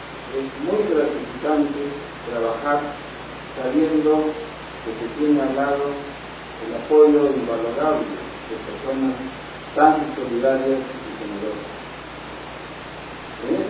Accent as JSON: {"language": "Spanish", "country": "Peru", "said": "Porque si soy peruano, señoras, señores"}